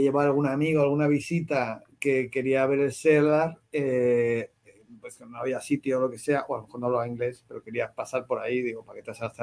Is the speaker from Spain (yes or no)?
yes; Spain; soy un cómico de España